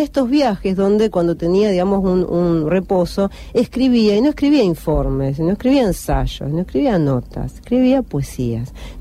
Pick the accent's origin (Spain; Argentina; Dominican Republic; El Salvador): Argentina; nosotros que somos argentinos, por eso somos medio amargo para estas cosas